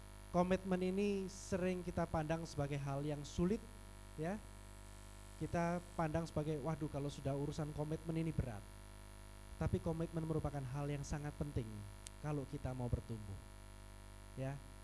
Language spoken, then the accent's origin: Indonesian; Surabaya, East Java, Indonesia; saya sungguh bersuka cita bisa berada di Makassar. Saya asal dari Surabaya